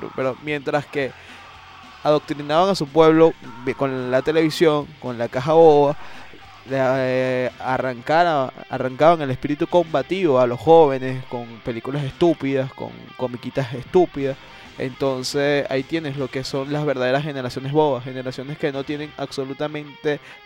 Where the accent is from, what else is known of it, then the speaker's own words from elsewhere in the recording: Caracas, Capital District, Venezuela; nosotros somos, antes de ser venezolanos, ser caraqueños, somos latinoamericanos.